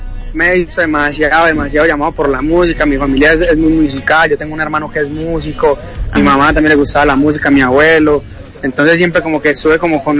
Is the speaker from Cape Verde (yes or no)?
no; Envigado, Antioquia, Colombia; productores de Envigado, de donde yo soy de Envigado.